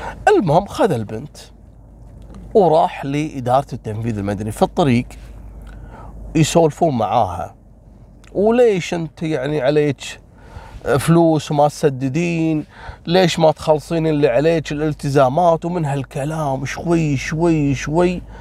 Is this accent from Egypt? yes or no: no; Kuwait; القصة هذه حصلت عندنا في الكويت عام 2019